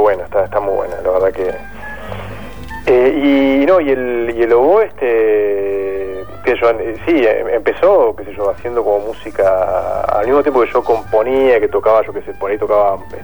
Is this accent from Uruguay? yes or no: yes; Uruguay; Bueno, yo soy uruguayo